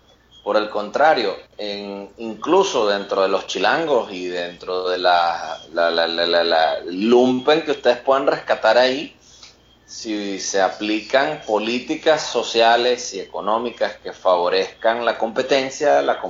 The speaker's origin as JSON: {"language": "Spanish", "country": "Venezuela", "said": "hablo, obviamente, esto es hablando como un venezolano que está viendo la sociedad mexicana desde afuera"}